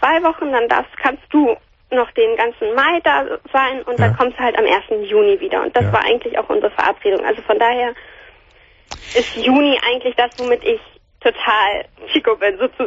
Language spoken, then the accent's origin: German; Hamburg, Germany; Aber also meine Eltern sind nicht Italiener oder so. Ich komme aus Hamburg.